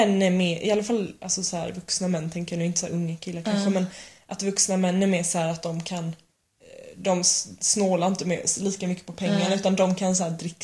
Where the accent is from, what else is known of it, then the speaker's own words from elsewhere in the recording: Sweden; för vi sa att vi var från Sverige